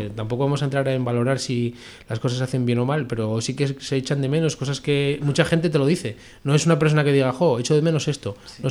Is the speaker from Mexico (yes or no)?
no; Philippines; Sí, a mí siendo de Filipinas me gustaría que hubiera una película